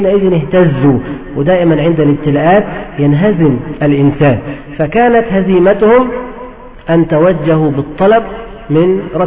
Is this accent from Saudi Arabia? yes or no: no; Egypt; نهر النيل عندنا في مصر